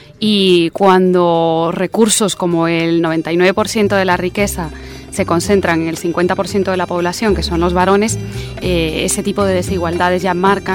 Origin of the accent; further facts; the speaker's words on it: Guatemala; soy guatemalteca también.